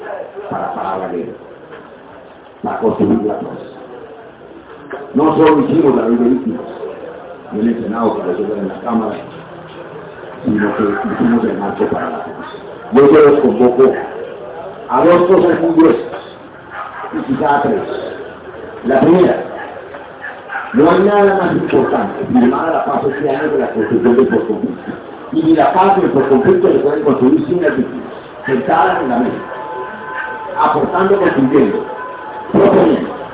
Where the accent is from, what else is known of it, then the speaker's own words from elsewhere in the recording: Bogotá, Colombia; Por eso yo terminé haciendo y creciendo en Bogotá y sobreviviendo. Allá yo fui mesero, fui taxista, fui médico. Y con orgullo, yo soy bien campesino